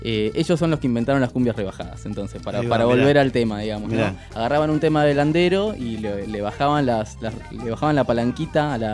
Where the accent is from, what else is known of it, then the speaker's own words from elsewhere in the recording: Chaco, Argentina; Yo en el Chaco, allá en mi pueblito en el Chaco